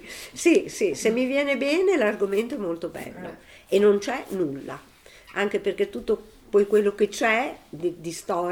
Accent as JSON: {"language": "Italian", "town": "Bologna", "region": "Emilia-Romagna", "country": "Italy", "said": "io, come mio papà, da buona bolognese, sono piena di modi di dire"}